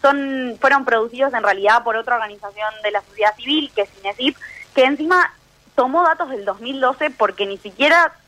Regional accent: Argentina

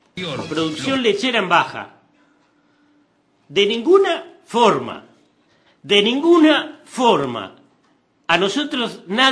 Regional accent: Uruguay; Porque yo también soy uruguayo.

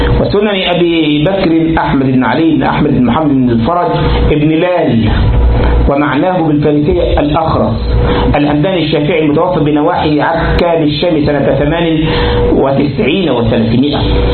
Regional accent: Egypt; طبعا حلوان مدن كثيرة في عندنا في مصر،

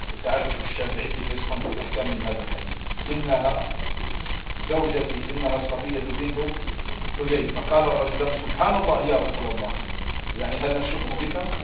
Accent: Egypt; أنا واحد مصري

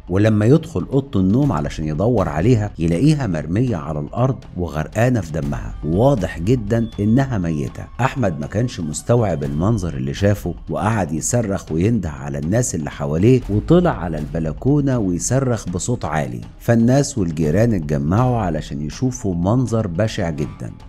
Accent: Egypt; عندنا في مصر الإنسان اللي ما بيصعبش عليه حد

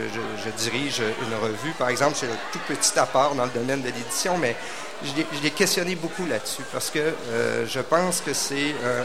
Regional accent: Val-Bélair, Quebec, Canada; Moi, quand j'étais jeune, j'habitais à Val-Bélair, donc tout près d'ici, dans le nord de la ville maintenant.

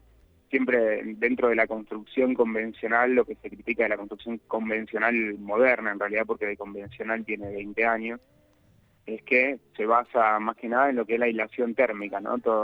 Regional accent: San Esteban, Córdoba, Argentina; que somos acá de San Esteban, que no nos queda otra que ir a Capilla del Monte

